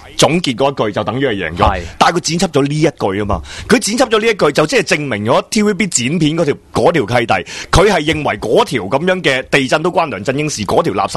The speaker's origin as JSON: {"language": "Cantonese", "country": "Hong Kong", "tie": "born or raised there", "said": "或者我土生土长喺呢个地方"}